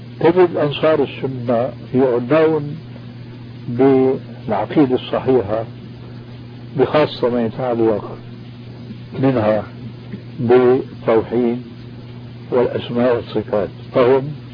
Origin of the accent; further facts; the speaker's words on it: Damascus, Damascus Governorate, Syria; كما يقولون عندنا في دمشق